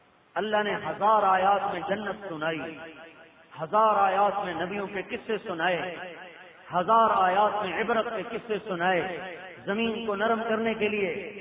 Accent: Multan, Punjab, Pakistan; چلو یہ تو بستی ہے، ضلع ملتان، میرا ضلع ملتان

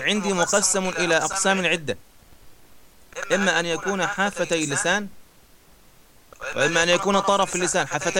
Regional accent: Egypt; بمقدار تسمى عندنا في مصر الإبرة

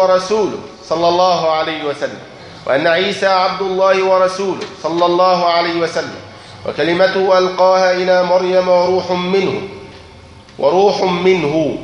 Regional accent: Egypt; يعني الإخوان عندنا في مصر

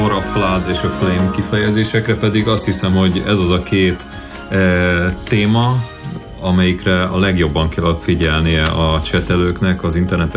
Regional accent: Hungary; Mi sajnos nem tudunk angolul olvasni, mert ugye magyarok vagyunk

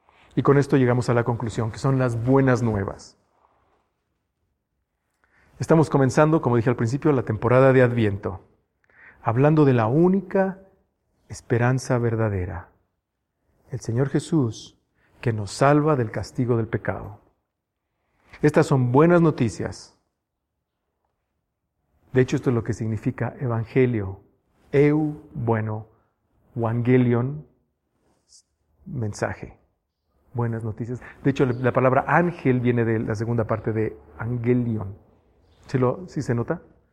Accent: Mexico; jamás en mi vida como mexicano había pensado algo así.

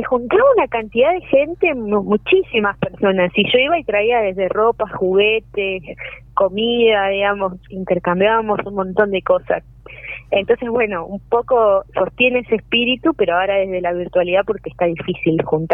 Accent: Los Hornillos, Córdoba, Argentina; que también somos de acá de Los Hornillos, de empezar a armar un grupo acá en la zona

